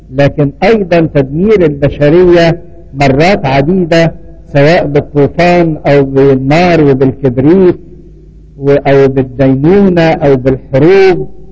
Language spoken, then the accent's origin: Arabic; Egypt; واتكلمنا عننا كمصريين، احنا من نسل مصرايم ابن حام